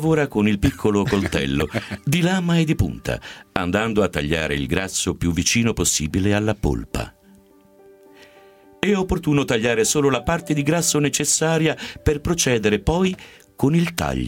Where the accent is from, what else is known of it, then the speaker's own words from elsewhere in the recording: Turin, Piedmont, Italy; born there; quindi molto lontano in realtà dalla mia città natale, che è Torino.